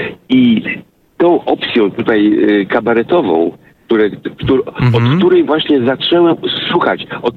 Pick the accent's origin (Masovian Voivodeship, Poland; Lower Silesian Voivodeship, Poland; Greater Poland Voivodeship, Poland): Lower Silesian Voivodeship, Poland; Wrocław; Ponieważ ja jestem z Wrocławia